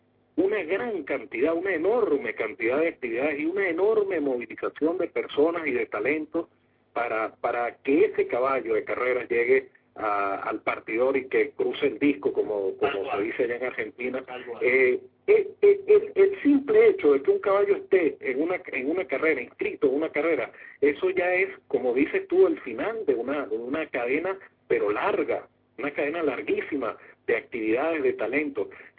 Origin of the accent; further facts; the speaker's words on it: Venezuela; a mí particularmente como hípico y como venezolano a mí me da vergüenza